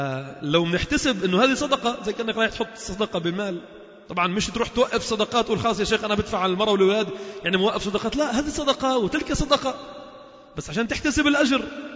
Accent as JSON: {"language": "Arabic", "country": "Lebanon", "said": "هذه السنة مهجورة بقوة عندنا في لبنان، بالذات في لبنان"}